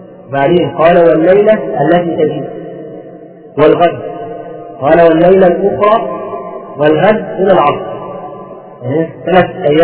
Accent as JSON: {"language": "Arabic", "country": "Egypt", "said": "بيسموه عندنا في مصر"}